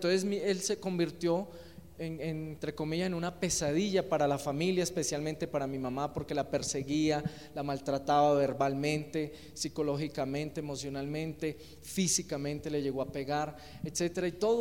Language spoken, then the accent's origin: Spanish; Quindío, Colombia; also born or lived in Buga; Yo nací en Buga Valle, el departamento del Valle, pero fui criado acá en el Quindío.